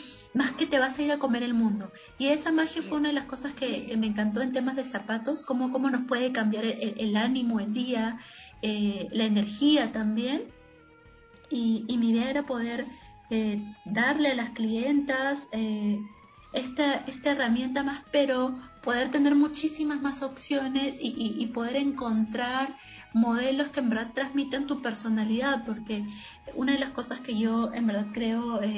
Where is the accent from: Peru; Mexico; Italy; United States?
Peru; north; soy de Perú, soy del, bueno, nací en el norte del Perú